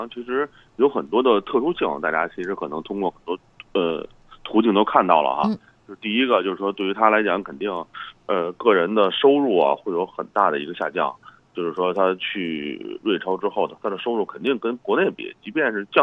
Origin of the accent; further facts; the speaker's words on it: China; 既然中资俱乐部嘛，花了我们中国人的钱嘛，对吧？